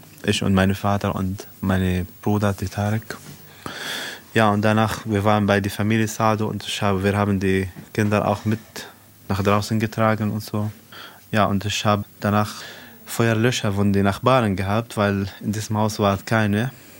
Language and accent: German; South Governorate, Lebanon; German is a second language; now in Germany